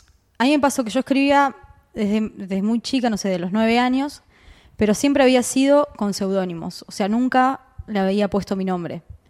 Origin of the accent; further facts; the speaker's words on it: Buenos Aires, Argentina; sobre mi infancia en Pompeya.